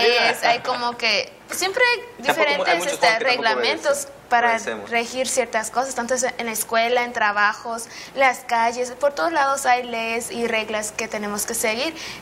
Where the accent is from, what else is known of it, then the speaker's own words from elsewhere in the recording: Belize; estudio la licenciatura en Químico Clínico Biólogo y soy de Belice.